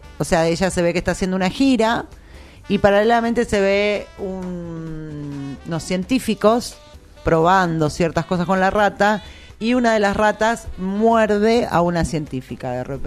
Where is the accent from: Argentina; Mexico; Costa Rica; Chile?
Argentina; Es como al argentino, sobre todo, la resiliencia que tenemos frente a la crisis